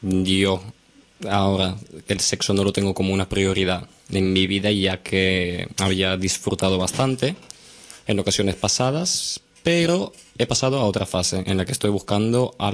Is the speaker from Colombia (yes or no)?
no; Bulgaria; also born or lived in Valencia; now in Barcelona, Spain; Sí, vengo de otro país, vengo de Bulgaria, pero bueno, actualmente desde hace unos 5 años estoy aquí en Barcelona.